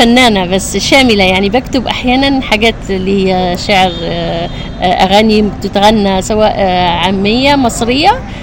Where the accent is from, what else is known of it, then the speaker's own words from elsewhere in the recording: Algeria; لا أنا أغني جزائري أكيد عشان بلادي